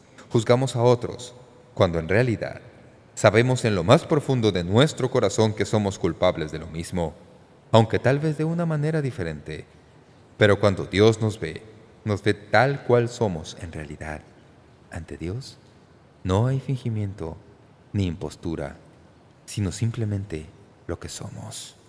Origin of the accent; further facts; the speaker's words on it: United States; Muchos de nosotros que nacimos y crecimos en los Estados Unidos de América, nos criamos en hogares cristianos